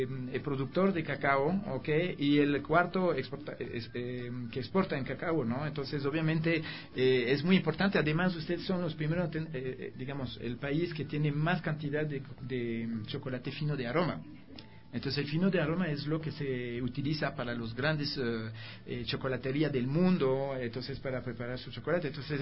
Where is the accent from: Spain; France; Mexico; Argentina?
France; Spanish is a second language; now in Ecuador; yo soy francés, ¿no? Y yo vivo aquí algunos años